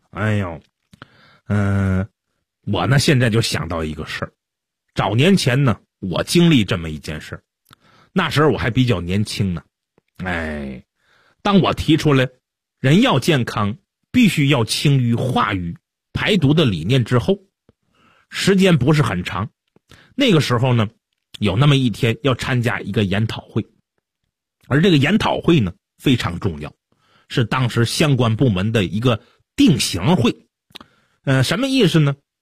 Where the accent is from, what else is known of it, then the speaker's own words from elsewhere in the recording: China; 挺热闹的，我们中国人都爱看热闹，是不是？